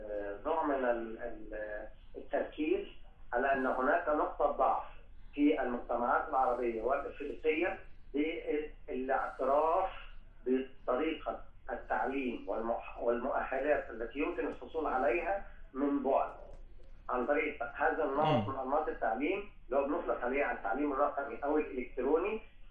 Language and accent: Arabic; Egypt; احنا تربينا، يمكن انا جيل اقدم شويه، تربينا على اننا في مصر بننتمي لمجموعه دوائر، الدائره العربيه والدائره الافريقيه والدائره الاسلاميه،